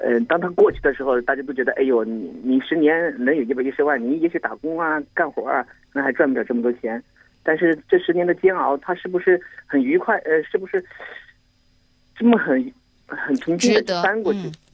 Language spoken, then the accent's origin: Chinese; Jiangxi, China; 我来自江西。